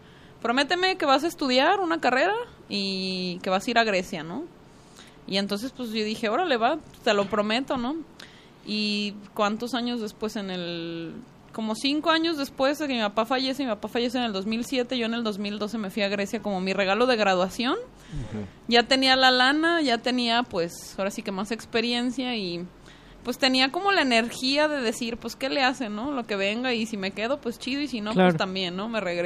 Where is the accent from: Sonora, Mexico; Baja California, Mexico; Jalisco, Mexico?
Jalisco, Mexico; Guadalajara; Y le digo, no, pero soy tapatía.